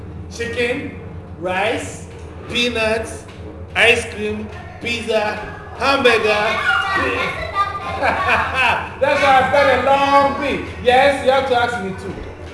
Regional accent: Ghana; This is called Ntoma and it's from Ghana, West Africa. It's our clothes that we wear to show off that we are from Ghana.

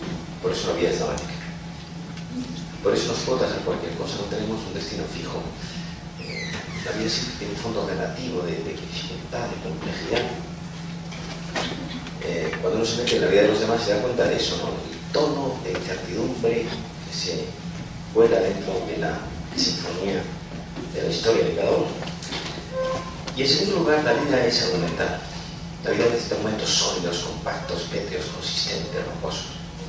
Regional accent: Andalusia, Spain; now in Madrid, Spain; yo soy andaluz, aunque yo llevo media vida en Madrid

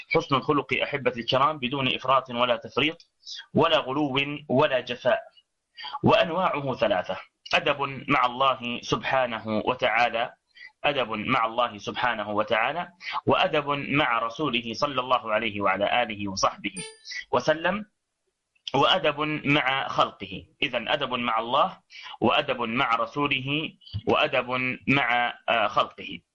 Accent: Nablus, Nablus Governorate, Palestine; لأنه خليلي وأنا نابلسي

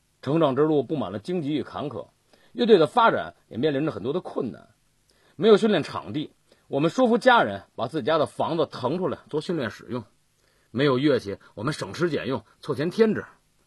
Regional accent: Weishanzhuang, Beijing, China; 我们都是大兴区魏善庄镇土生土长的80后，

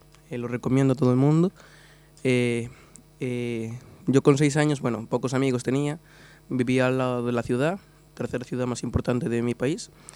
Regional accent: Colombia; Toda Latinoamérica el béisbol domina. Y el fútbol también domina bastante en mi país.

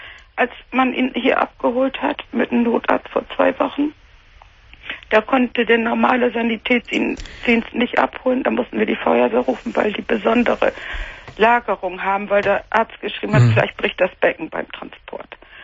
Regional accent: Cologne, North Rhine-Westphalia, Germany; born there; ich bin Kölnerin von Geburt

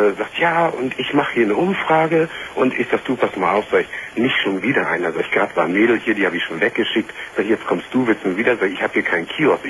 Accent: Lübeck, Schleswig-Holstein, Germany; du kommst doch nicht unbedingt hier aus Norddeutschland, also ich komme aus Lübeck.

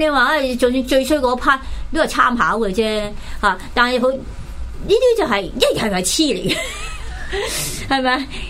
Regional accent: Hong Kong; 所以真的我们香港人要很珍惜我们即是我们本来有的东西

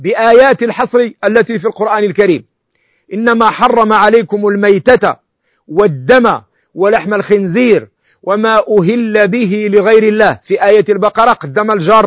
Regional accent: Morocco; ونحن المالكية نأكل الحلزون عندنا في المغرب

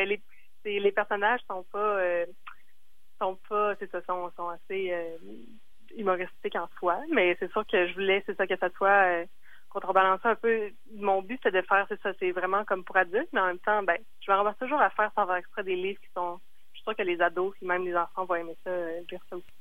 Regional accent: Quebec City, Quebec, Canada; now in Montreal, Canada; Comme j'habite à Montréal, mais je viens de Québec.

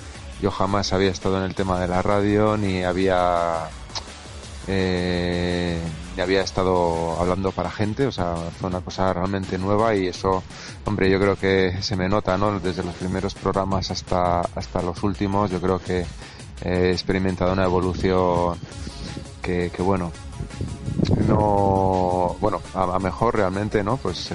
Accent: Bilbao, Basque Country, Spain; yo tengo pensado ya en septiembre volver a Bilbao, volver a mi tierra.

